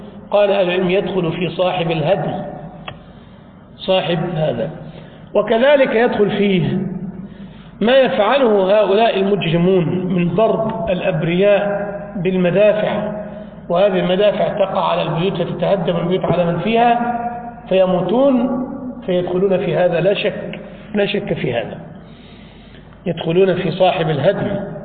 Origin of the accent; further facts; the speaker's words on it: Egypt; انطلق إلى عندنا في بلادنا مصر إلى اسكندرية